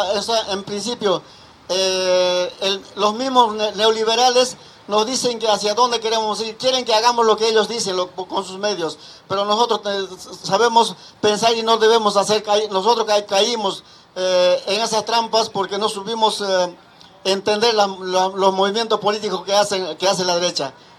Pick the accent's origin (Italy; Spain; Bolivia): Bolivia; now in La Plata, Argentina; desde que venimos de Bolivia nosotros no tuvimos ninguna radio en la ciudad de La Plata